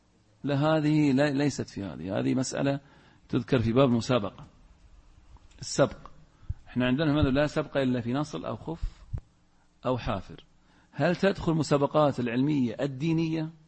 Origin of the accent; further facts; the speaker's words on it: Al-Ahsa, Eastern Province, Saudi Arabia; في عندنا في الأحساء أيضا أوقاف